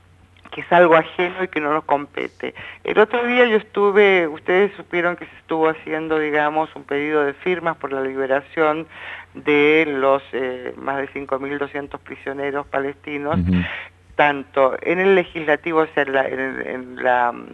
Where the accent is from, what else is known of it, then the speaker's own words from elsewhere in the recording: Argentina; estamos también permitiendo que se nos viole a nosotros como argentinos nuestros derechos constitucionales